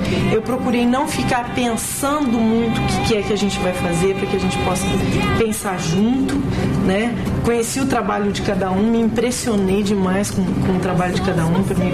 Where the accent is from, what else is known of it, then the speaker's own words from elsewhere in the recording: Jundiaí, São Paulo, Brazil; also born or lived in Minas Gerais; Eu sou jundiaiense, eu sou de Jundiaí, jundiaiense de nascença, mas a minha formação musical, vamos dizer assim, foi toda feita no sul de Minas.